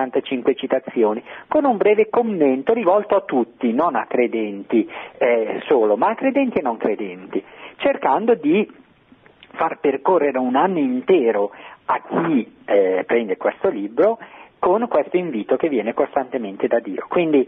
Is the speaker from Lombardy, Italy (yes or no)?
yes; Bergamo, Lombardy, Italy; accent: Bergamo; sente il mio accento, anch'io sono di Bergamo, quindi è bello sentire il mio accento.